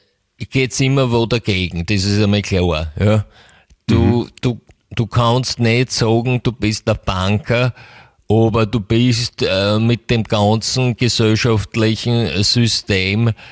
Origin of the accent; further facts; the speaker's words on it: England, United Kingdom; German is a second language; moved away; also born or lived in United States; ich selber komme ja aus England. Ja, ich bin in England geboren und aufgewachsen